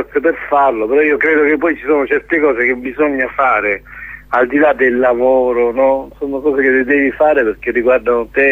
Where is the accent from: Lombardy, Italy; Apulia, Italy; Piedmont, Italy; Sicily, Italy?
Apulia, Italy; Lecce; ero straniero completamente a Taranto, anche se sono di Lecce, insomma, però ho vissuto tanti anni fuori.